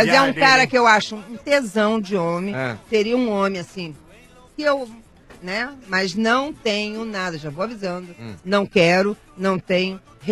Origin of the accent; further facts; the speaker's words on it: Rio de Janeiro, Brazil; now in São Paulo, Brazil; eu mudei para São Paulo, eu sou carioca.